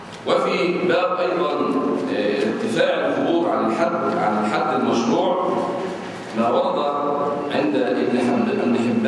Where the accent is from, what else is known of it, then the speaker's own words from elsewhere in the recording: Egypt; أما نحن في بلادنا مصر فعندنا حجر وليس عندنا مقابر